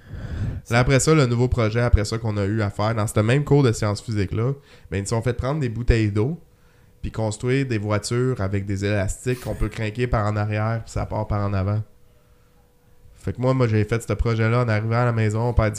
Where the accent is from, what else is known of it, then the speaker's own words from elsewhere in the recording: Quebec, Canada; also born or lived in United States; au Québec, on sait en tant que Québécois qu'on est plus intelligent que les Américains.